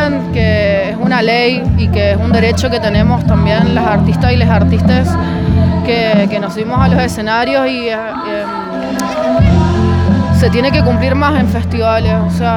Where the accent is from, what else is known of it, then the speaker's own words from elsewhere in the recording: Guaymallén, Mendoza, Argentina; soy de Mendoza, soy de Guaymallén.